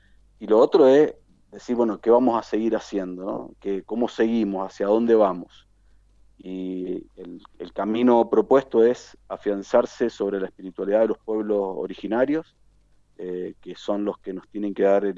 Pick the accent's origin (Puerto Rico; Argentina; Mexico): Argentina; lo que somos los argentinos, que hay gente de Catamarca, gente del sur, de Chubut, de Mendoza